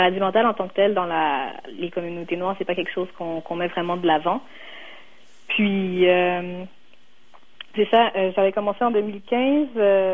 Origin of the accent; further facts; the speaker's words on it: Laval, Quebec, Canada; Parce que, justement, moi, j'ai grandi à Laval